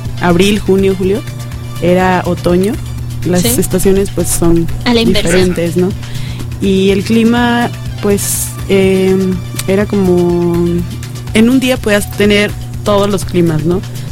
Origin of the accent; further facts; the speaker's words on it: Mexico; pero digo, como mexicana, se me hace como más pacífico, ¿no?